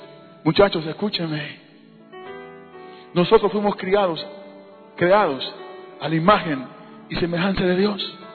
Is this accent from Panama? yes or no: yes; Panama; born there; Yo nací en Panamá. Nosotros fuimos criados en la iglesia.